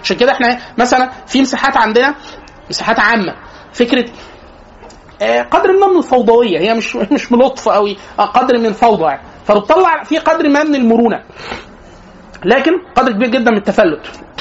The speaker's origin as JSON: {"language": "Arabic", "country": "Egypt", "said": "احنا عندنا في مصر لازم نفترق"}